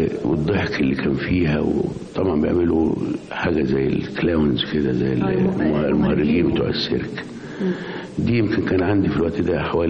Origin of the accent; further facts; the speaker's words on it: Mansoura, Dakahlia, Egypt; born there; also born or lived in Giza / Cairo; فأنا مثلا من مواليد المنصورة، وبعدين من المنصورة اتنقل هنا